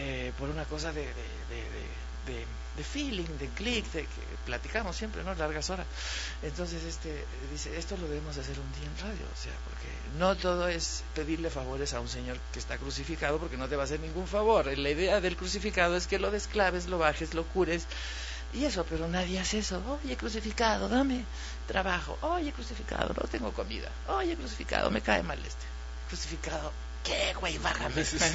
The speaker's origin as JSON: {"language": "Spanish", "region": "Yucatán", "country": "Mexico", "also_born_or_lived": "Mexico City", "lives_now": "Puebla, Mexico", "said": "Claro, yo soy yucateco chilangado y ahora poblano."}